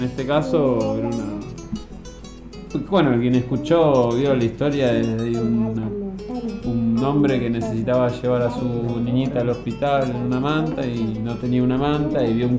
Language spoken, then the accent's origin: Spanish; Argentina; Somos, dentro de este territorio somos argentinos, cruzar la frontera y dos cuerpos militares que te dicen que entras a Chile